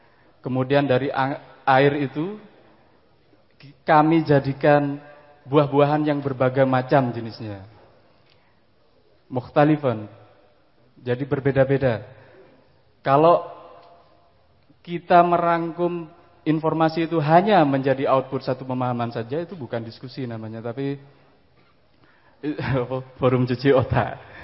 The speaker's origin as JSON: {"language": "Indonesian", "town": "Probolinggo", "region": "East Java", "country": "Indonesia", "tie": "born there", "first_language": "Madurese", "said": "karena saya tidak lahir di tanah Madura. Saya secara geografi itu lahirnya di Pulau Jawa, di Probolinggo, di apa ujung timur Jawa Timur, hampir situ Bondo sana. Secara geografi itu memang Pulau Jawa, tapi bahasanya dari kecil adalah bahasa Madura."}